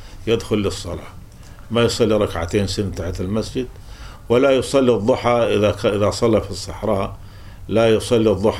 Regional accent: Syria; في ناس عندنا في سوريا حتى هنا

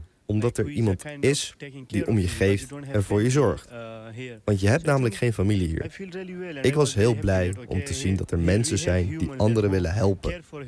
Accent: Belgium; Sindsdien help ik hem als leraar, als aardrijkskundige, maar ook als Belg.

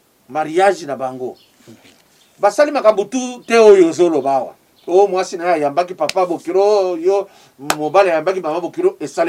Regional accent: Paris, Île-de-France, France; Moi je suis parisien hein.

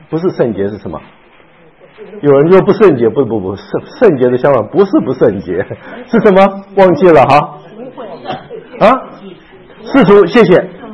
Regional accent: China; 这个诗跟我们中国人诗不太一样

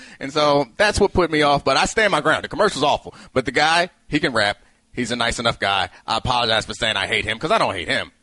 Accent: East Coast, United States; because I'm 34 and I grew up on the East Coast.

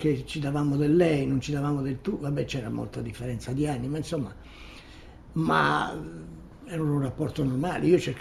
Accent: Florence, Tuscany, Italy; ma dottore, io sono fiorentino, non sono mai stato a Venezia, io non so nulla

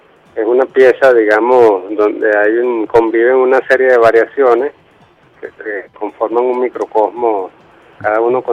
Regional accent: Maracay, Aragua, Venezuela; yo vengo de Maracay y yo estaba en Valencia haciendo una carrera de licenciado en computación

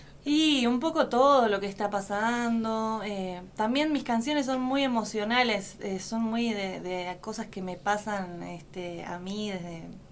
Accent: San Nicolás de los Arroyos, Buenos Aires Province, Argentina; yo soy de San Nicolás de los Arroyos, que es una ciudad que queda al norte de la provincia de Buenos Aires. Empecé ahí, de chiquita, a cantar

